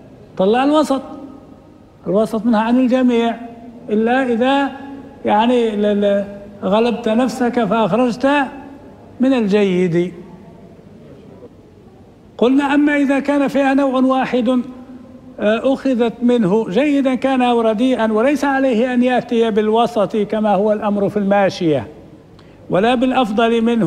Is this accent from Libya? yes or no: yes; Libya; معروف عندنا في ليبيا هذا